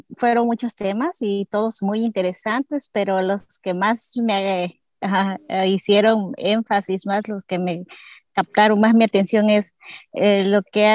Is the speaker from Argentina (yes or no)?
no; Guerrero, Mexico; Yo soy de Guerrero, México, y tengo dos niñas, Paola, de 14 años, y Sofía, de 9 años.